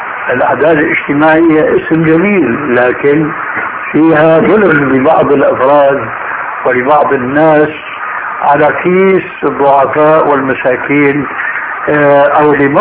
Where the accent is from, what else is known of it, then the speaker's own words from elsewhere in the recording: Syria; اول ما شاهدناه عندنا في سوريا لم يكن مع هذه الاناشيد ذكر للذب اطلاقا